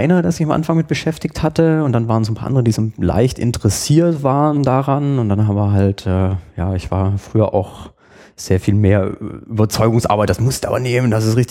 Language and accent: German; Burgstall an der Murr, Baden-Württemberg, Germany; ich komme aus einem Dorf, Burgstall an der Mur, das ist so zwischen Backnang und Winnenden